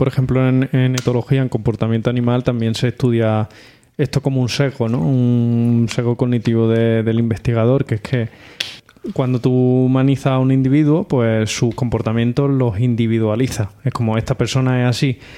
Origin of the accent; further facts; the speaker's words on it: Spain; nosotros somos españoles, saisonniers, o bueno, españoles y portugueses